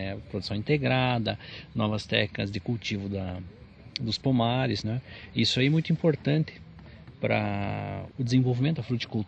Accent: Caçador, Santa Catarina, Brazil; eu sou de Caçador

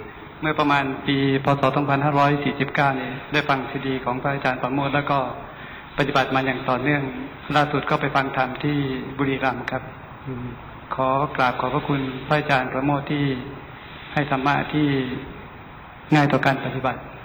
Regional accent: Surin, Thailand; ผมมาจากสุรินทร์

